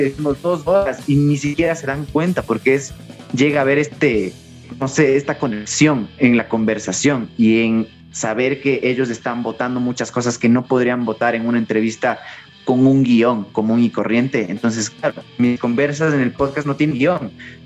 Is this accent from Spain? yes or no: no; Ecuador; como ecuatorianos nos hemos negado un montón a colaborar entre nosotros